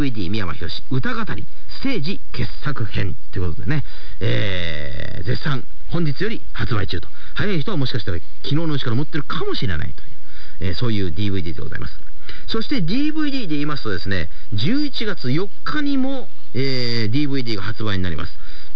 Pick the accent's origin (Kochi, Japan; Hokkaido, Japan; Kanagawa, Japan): Kochi, Japan; Otoyo; 地元高知県の大豊町に日本一の大杉というね、すごい大きな杉の木があるんですよ。